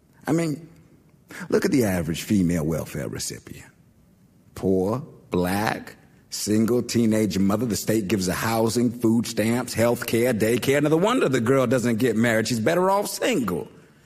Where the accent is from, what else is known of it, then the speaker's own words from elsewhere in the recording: Wilmington, Delaware, United States; I grew up in Wilmington on Rosemont Avenue, went to MLK Elementary, DuPont Middle School, and Howard High.